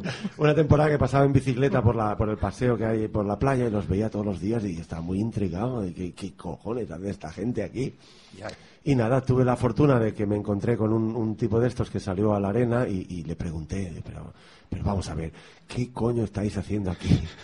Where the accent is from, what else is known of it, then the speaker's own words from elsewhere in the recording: Montgat, Catalonia, Spain; y bueno, pues ahí en mi pueblo, en Montgat, hay mucha afición al surf.